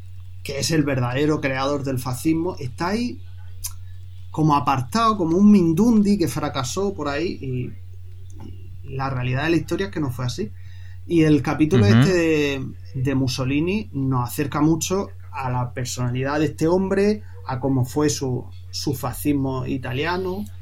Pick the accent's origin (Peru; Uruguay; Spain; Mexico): Spain; Murcia, Region of Murcia; also born or lived in Seville; porque yo luego me vine de Sevilla aquí a Murcia, yo soy de Murcia